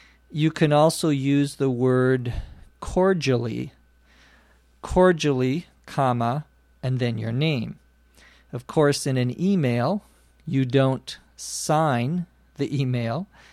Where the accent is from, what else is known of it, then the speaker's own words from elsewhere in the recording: Los Angeles, California, United States; from Los Angeles, California.